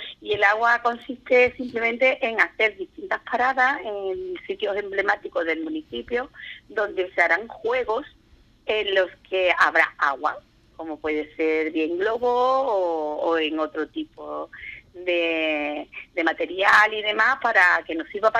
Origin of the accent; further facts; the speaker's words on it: Andalusia, Spain; somos los andaluces, nos gusta mucho la cerveza